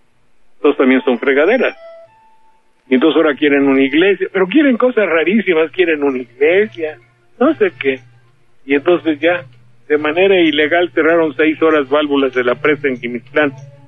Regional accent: Banderilla, Veracruz, Mexico; si se enojan, bueno, para eso yo soy de Banderilla

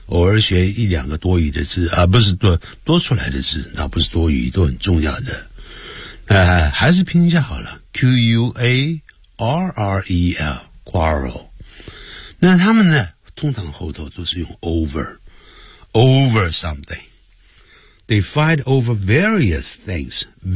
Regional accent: China; 咦， you're from China, 你来自中国，因为我们中国人很多人都会念成been

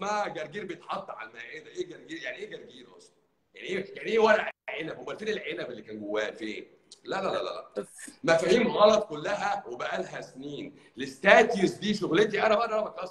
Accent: Egypt; عندنا في مصر

